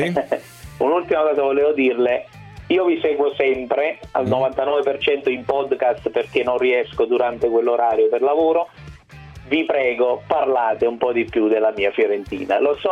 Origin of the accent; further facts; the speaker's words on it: Naples, Campania, Italy; Io sono napoletano, tifoso della Fiorentina, però chiaramente il mio cuore è anche napoletano